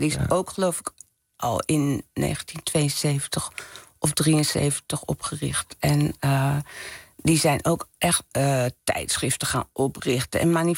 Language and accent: Dutch; Leiden, South Holland, Netherlands; Ik ben opgegroeid in Leiden.